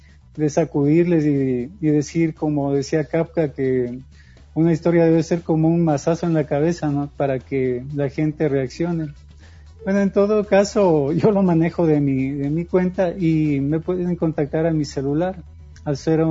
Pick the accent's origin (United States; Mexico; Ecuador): Ecuador; no sé si sea solo yo como escritor ecuatoriano, pero mis obras generalmente ganan polvo